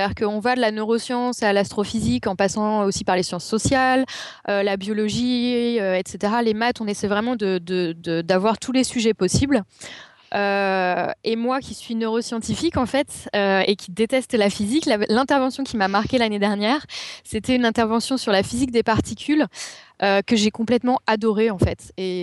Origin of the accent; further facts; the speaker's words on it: Paris, Île-de-France, France; comme je suis parisienne, je suis restée à Paris parce que j'avais déjà tellement à faire à Paris